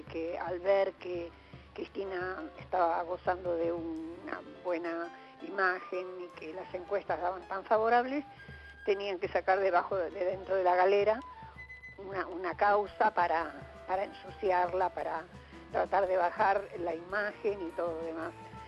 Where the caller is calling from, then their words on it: Ituzaingó, Buenos Aires Province, Argentina; de Ituzaingó.